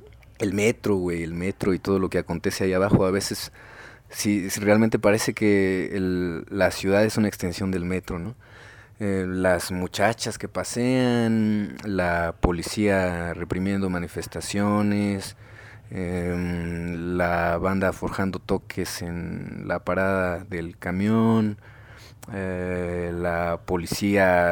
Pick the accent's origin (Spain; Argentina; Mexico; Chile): Mexico; Iztapalapa, Mexico City; yo nací en Iztapalapa, bueno, nací en un hospital que estaba en Coyoacán, pero pues yo vivo en Iztapalapa desde toda la vida, ¿no? Siempre me he movido de Chantes, he vivido por Canal de Chalco, en San Lorenzo Texonco